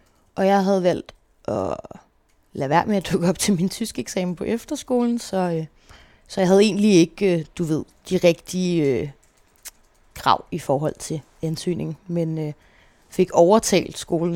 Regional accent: Copenhagen, Capital Region of Denmark, Denmark; also born or lived in Faroe Islands / Herning; Når jeg er 3, flytter mig og min mor til København, hvor vi bor. Først lidt på Nørrebro, lidt i Valby, og flytter til sidst til Vesterbro, hvor vi bor indtil jeg er 10 år gammel.

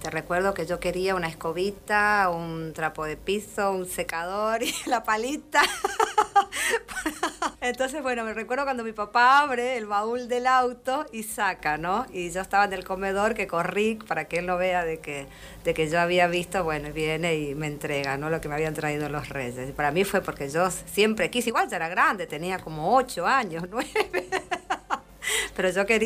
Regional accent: Posadas, Misiones, Argentina; Mi infancia fue en Posadas Misiones. De las cosas lindas que me acuerdo, por ejemplo, cuando jugaba mucho. En la provincia se estila dormir la siesta. Mi mamá me obligaba a dormir la siesta.

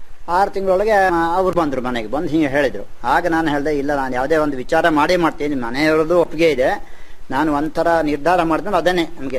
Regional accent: Yellapur, Karnataka, India; now in Sagar, India; ನಾನು ಮೂಲತಃ ಯಲ್ಲಾಪುರದಿಂದ ಬಂದು ಈಗ ಸಾಗರ ಶಿವಮೊಗ್ಗ ಜಿಲ್ಲೆಯ ನಿವಾಸಿಯಾಗಿ ಇದ್ದೀನಿ.

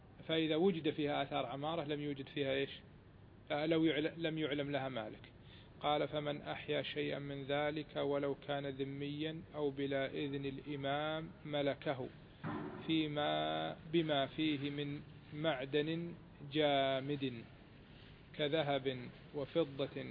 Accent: Kuwait; الآن صار معروف حتى عندنا في الكويت

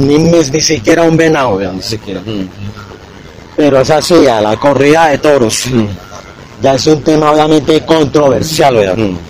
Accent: Bogotá, Colombia; desde Bogotá, en mi ciudad natal de Tunjuelito

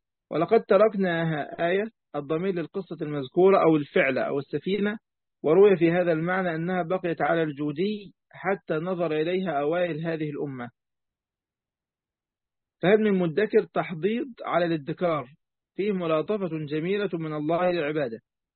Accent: Egypt; عندنا في مصر

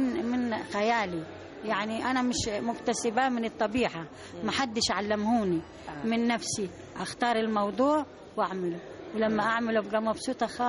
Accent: Akhmim, Sohag Governorate, Egypt; جمعية بالنسبة لنا تعتبر مكان للشغل ومكان للترفيه، لأن إحنا عندنا في الصعيد ما فيش لا كازينو ولا نادي ولا أي حاجة

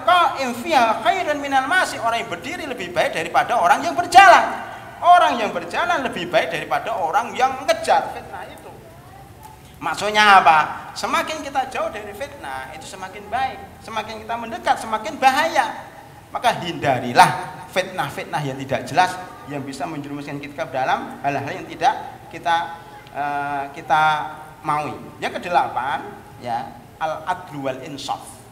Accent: Klaten, Central Java, Indonesia; now in Jakarta, Indonesia; Saya aslinya Klaten, tetangganya Boyolali, kabur ke Jakarta.

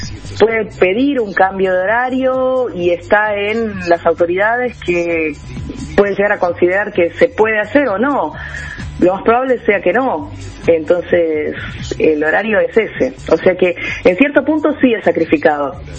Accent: Buenos Aires, Argentina; No soy cordobesa, soy porteña. Más porteña que...

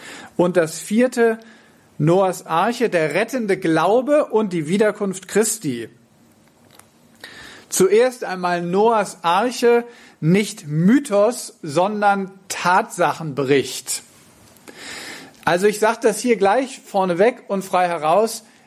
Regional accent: Verden an der Aller, Lower Saxony, Germany; ich komme aus Verden an der Aller

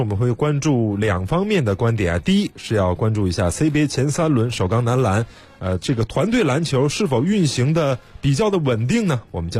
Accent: China

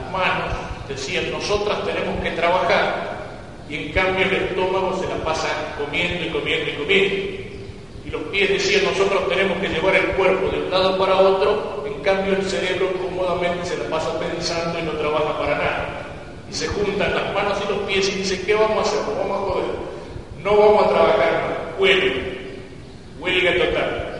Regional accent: Argentina; somos argentinos por nacimiento.

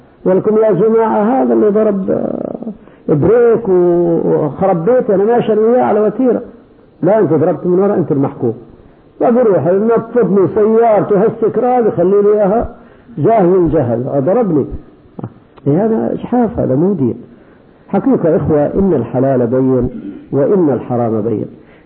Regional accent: Kuwait; لكن عندنا في الكويت يوميا 10 قتلى

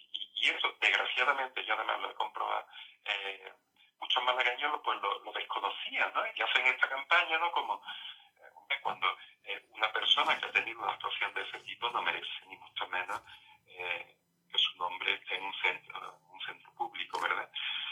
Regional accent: Torrox, Andalusia, Spain; Yo recuerdo el caso de un señor de mi pueblo

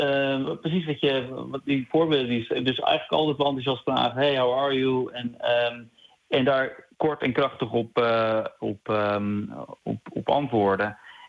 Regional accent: Netherlands; now in New York, United States; Nu hebben wij denk ik ook als Nederlander wel, want het klinkt nu heel negatief voor hoe wij dan misschien overkomen.

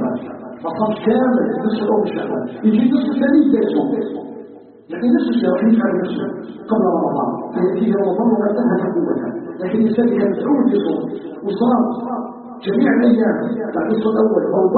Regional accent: Algeria; نسأله سبحانه أن يجعل بلدنا الجزائر بلدا آمنا مطمئنا

